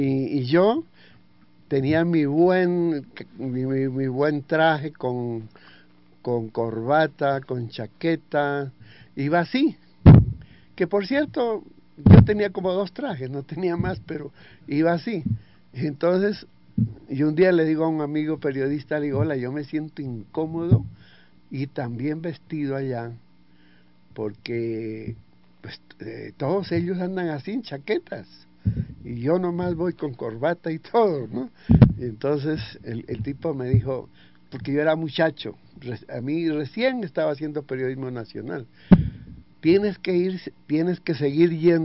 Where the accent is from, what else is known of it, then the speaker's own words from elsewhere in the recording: Tumaco, Nariño, Colombia; born there; also born or lived in Pasto; Desde cuando yo nací en Tumaco como periodista, autodidacto.